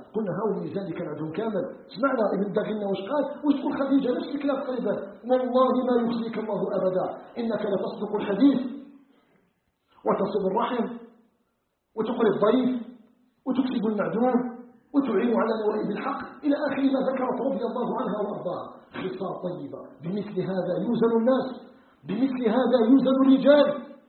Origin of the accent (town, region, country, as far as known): Algeria